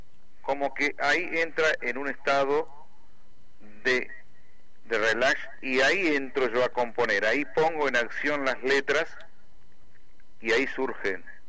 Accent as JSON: {"language": "Spanish", "region": "Chaco", "country": "Argentina", "lives_now": "Catamarca, Argentina", "said": "Yo soy chaqueño."}